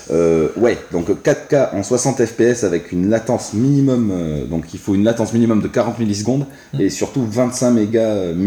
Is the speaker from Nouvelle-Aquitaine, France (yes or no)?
yes; Bordeaux, Nouvelle-Aquitaine, France; Ouais, parce qu'on est de Bordeaux, mais bon, Paris.